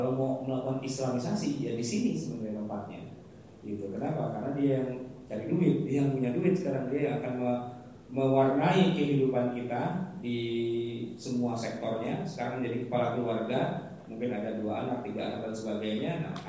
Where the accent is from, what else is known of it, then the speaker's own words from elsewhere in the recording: Jakarta, Indonesia; Saya ini orang Betawi asli, kampung saya di sini Kuningan Kelurenan.